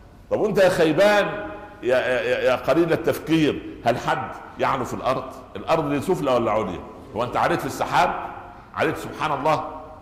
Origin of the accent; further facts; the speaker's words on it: Egypt; لا يعني كان يقولوا مثلا عندنا في مصر